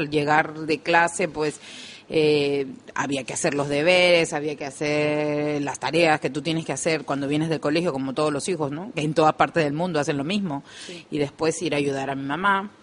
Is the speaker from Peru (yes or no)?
yes; Peru; now in Spain; Yo soy de Perú. Tengo ya casi 12 años viviendo en España.